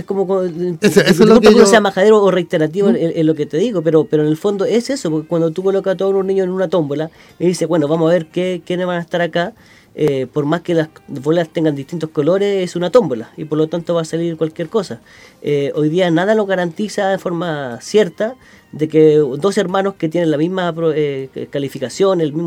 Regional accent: Chile; Y que esperemos, como todo chileno, que salga de la mejor manera.

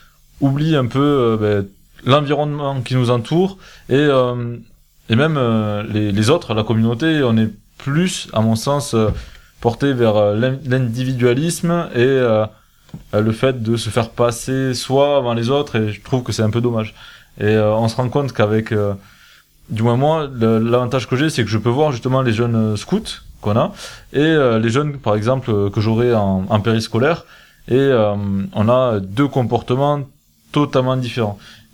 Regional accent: Nouvelle-Aquitaine, France; Alors, ça doit pas s'entendre. Au micro, je sais pas. En fait, je suis originaire du Lot-et-Garonne.

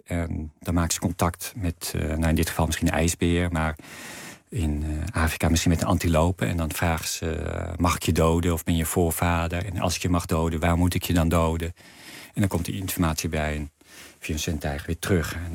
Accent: North Holland, Netherlands; Ik kom uit de Zaanstreek.

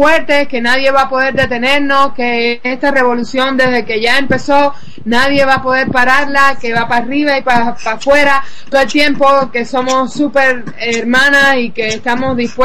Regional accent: Cuba; hemos nacido y crecido y vivido en Cuba, la isla socialista

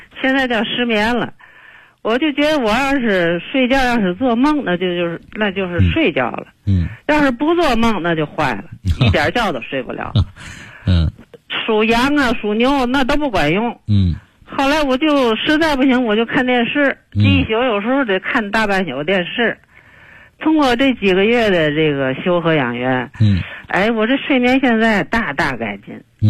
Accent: Tianjin, China; 我是天津的，河北区的。

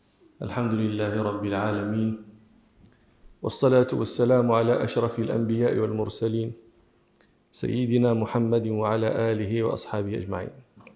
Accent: Morocco; كان الإسبان فيها يشتغلون عندنا في المغرب في حقولنا

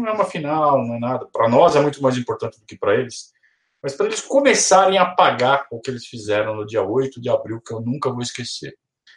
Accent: Sorocaba, São Paulo, Brazil; Sorocaba, quem sabe, né? Minha terra. Nasci, cresci em Sorocaba

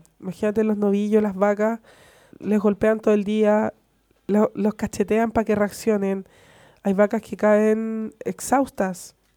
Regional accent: Chile; como un deporte que no nos representa a todos como chilenos

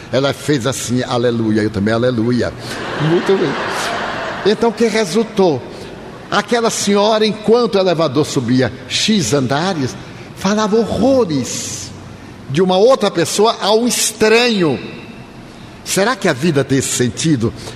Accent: Bahia, Brazil; eu sou baiano.

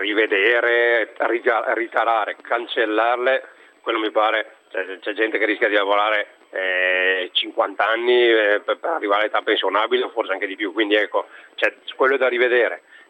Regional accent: Verona, Veneto, Italy; io sono veronese, veneto, padano, italiano, europeo

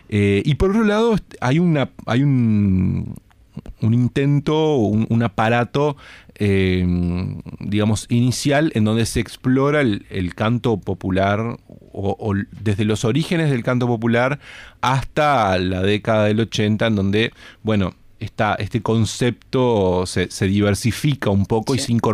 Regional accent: Salto, Uruguay; Yo que soy salteño siempre tengo que siempre tengo que nombrar a algún salteño.

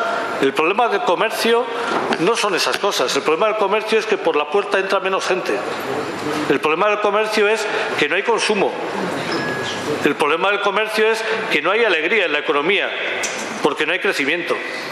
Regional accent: Basque Country, Spain; por ejemplo en mi país, especialmente en Euskal Herria

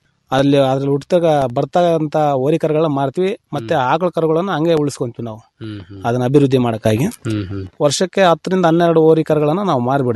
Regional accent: Pujarahalli, Karnataka, India; ಇಲ್ಲ ಸರ್, ನಮ್ಮ ಸ್ವಂತ ಊರು ಪೂಜಾರಳ್ಳಿನೇ. ನಾವು ಅಲ್ಲಿ ರೈತರು

